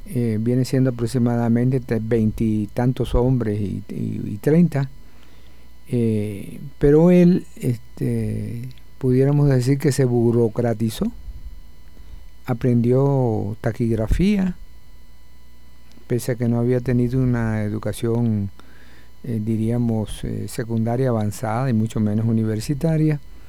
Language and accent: Spanish; Cuba; proceso de la revolución de los años 30, de inicio de los años 30 en mi país